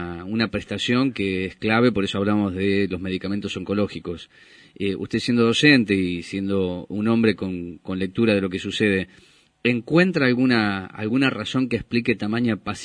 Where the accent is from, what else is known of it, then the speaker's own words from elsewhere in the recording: Córdoba, Argentina; En mi pueblo, allá en Córdoba, decimos que le están robando la plata